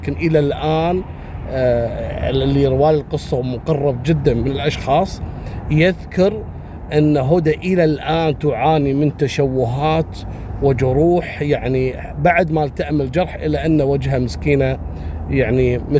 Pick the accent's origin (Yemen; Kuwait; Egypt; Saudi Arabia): Kuwait